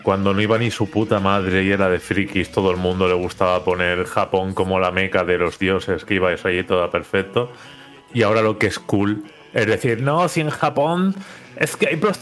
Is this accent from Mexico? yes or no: no; Valencian Community, Spain; Nosotros que somos zona comunidad valenciana